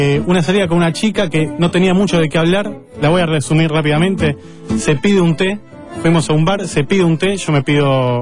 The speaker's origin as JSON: {"language": "Spanish", "country": "Argentina", "said": "Yo hablo en español porque soy argentino."}